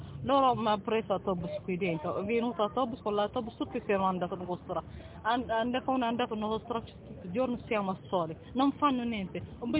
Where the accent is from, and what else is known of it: Eritrea; Italian is a second language; moved away as an adult; now in Italy